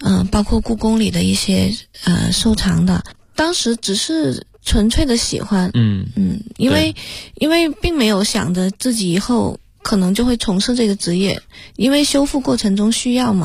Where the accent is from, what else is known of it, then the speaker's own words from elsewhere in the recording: Jinxiu, Guangxi, China; now in Beijing, China; 我的家乡就叫金绣，只不过它不是那个，是黄金的金，秀丽的秀。我们的那个村庄只有9户人家，然后